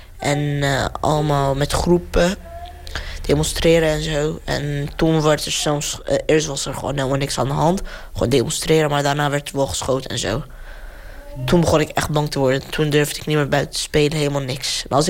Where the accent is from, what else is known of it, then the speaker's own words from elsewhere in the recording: Daraa, Daraa Governorate, Syria; Dutch is a second language; now in Capelle aan de IJssel, Netherlands; Ik kom uit Syrië en ik ben 14 jaar en ik heb gewoond in Zuid-Syrië, in Daraa.